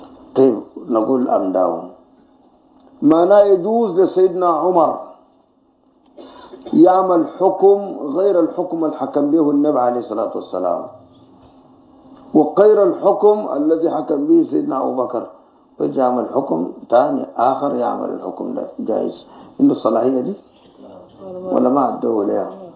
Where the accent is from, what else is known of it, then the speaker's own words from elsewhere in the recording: Sudan; كان بيفتي بهذا الحديث دائما في الإذاعة والتلفزيون عندنا في السودان